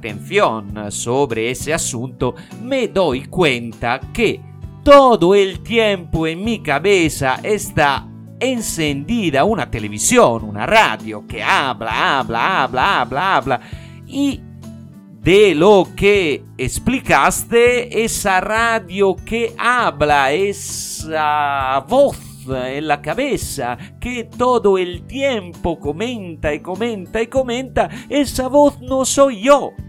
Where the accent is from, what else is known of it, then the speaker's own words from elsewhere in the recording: Italy; Spanish is a second language; el Italiano